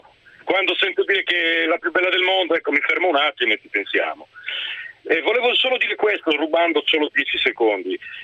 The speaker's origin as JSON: {"language": "Italian", "region": "Sardinia", "country": "Italy", "lives_now": "Bologna, Italy", "said": "io si chiamo da Bologna ma sono sardo"}